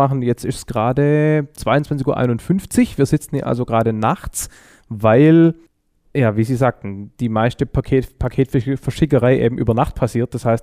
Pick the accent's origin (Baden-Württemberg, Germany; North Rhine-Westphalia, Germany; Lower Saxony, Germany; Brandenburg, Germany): Baden-Württemberg, Germany; Stuttgart; ich komme aus Stuttgart